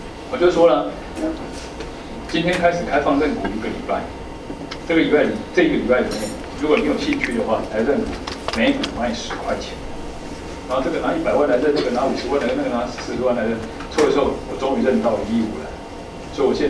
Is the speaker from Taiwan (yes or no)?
yes; Taiwan; 我们台湾人想要这样做